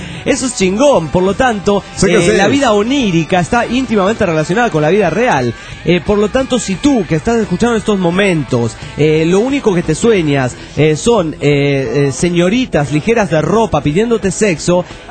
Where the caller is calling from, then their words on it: Calchaquí, Santa Fe, Argentina; de Calchaquí, Argentina.